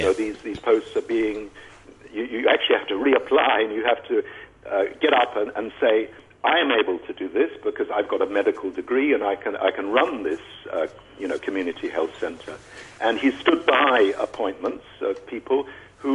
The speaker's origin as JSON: {"language": "English", "country": "Ireland", "said": "I mean, that's, you know, something like four times the size of my home country, Ireland."}